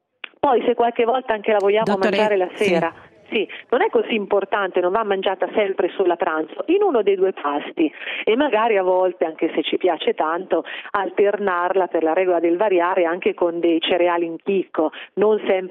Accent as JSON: {"language": "Italian", "region": "Umbria", "country": "Italy", "said": "Io da umbra preferisco la ricetta che ha proposto lo chef."}